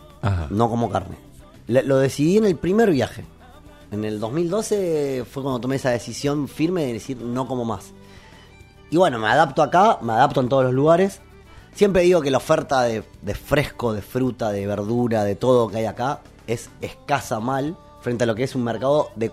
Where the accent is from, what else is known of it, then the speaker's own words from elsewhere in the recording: Argentina; cuando llegué, ¿pero qué sos argentino? Sí, pero el perro no tiene nacionalidad